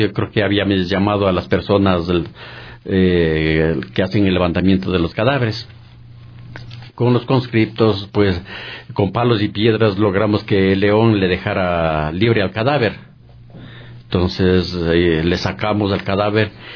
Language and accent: Spanish; Pablo Arenas, Imbabura, Ecuador; moved away as an adult; now in Quito, Ecuador; yo vine de la provincia de Imbabura, de un pueblito que se llama Pablo Arenas. Vine a la edad de unos 23, 24 años en busca de trabajo, porque fui criado en la agricultura. Y vine en busca de trabajo acá en la ciudad de Quito.